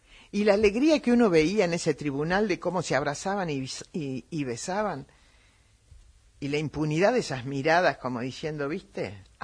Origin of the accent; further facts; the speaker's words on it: Argentina; Como argentinos no podemos salir a decir cosas que también escuché esta semana.